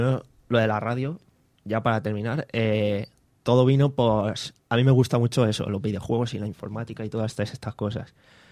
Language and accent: Spanish; Valencian Community, Spain; vengo de la Virgen del Remedio. He vivido ahí toda la vida y poca cosa más. Vengo de esa zona.